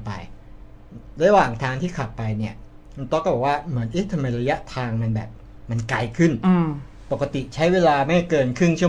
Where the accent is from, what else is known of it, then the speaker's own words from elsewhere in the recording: Khon Kaen, Thailand; ลุงเขาบอกบ้านอยู่ไหนพอบอกปุ๊บว่าอยู่อำเภอหนึ่งอำเภอหนึ่งในจังหวัดขอนแก่น